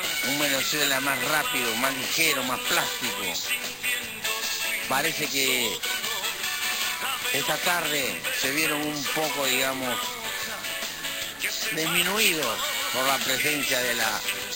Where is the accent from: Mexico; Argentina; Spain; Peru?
Peru; me compete a mí con todo el derecho porque soy peruano